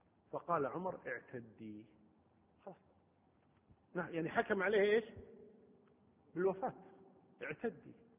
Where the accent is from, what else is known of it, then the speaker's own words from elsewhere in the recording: Kuwait; قضية الأسرى عندنا في الكويت ما كنا نعرف هذا الموضوع